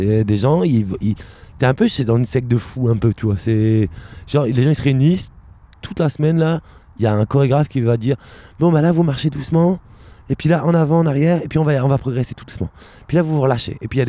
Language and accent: French; Reims, Grand Est, France; Moi je viens de Reims.